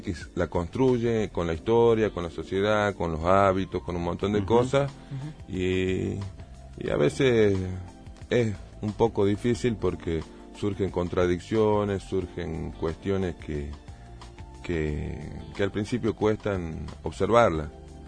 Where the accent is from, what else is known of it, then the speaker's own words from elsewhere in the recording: Buenos Aires, Argentina; born there; moved away; He nacido en Buenos Aires en una época conflictiva del país, en el 76. Y después, por una serie de razones y de profesión de mi papá, viajé en diferentes lugares. La última parada fue Tucumán.